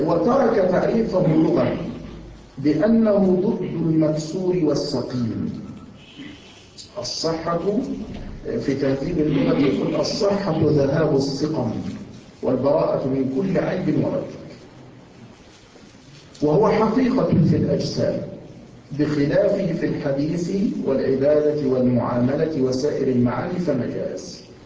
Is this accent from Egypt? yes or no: no; Yemen; عندنا في اليمن، وما زلت أقولها